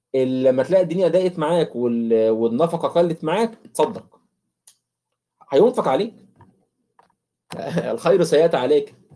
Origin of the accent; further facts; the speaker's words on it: Egypt; كيلو اللبن ب 35 جنيه ولا ب 40 جنيه عندنا في مصر